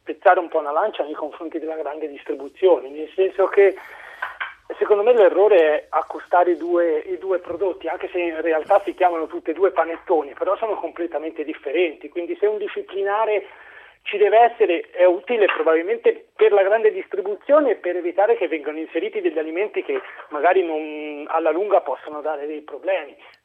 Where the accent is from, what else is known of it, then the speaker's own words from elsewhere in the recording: Tuscany, Italy; io provengo dalla Lunigiana